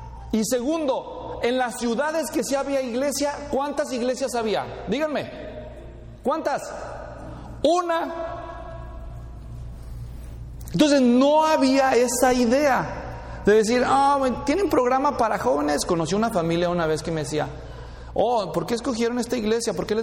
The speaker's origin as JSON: {"language": "Spanish", "country": "El Salvador", "said": "Es hondureño, pues, soy salvadoreño."}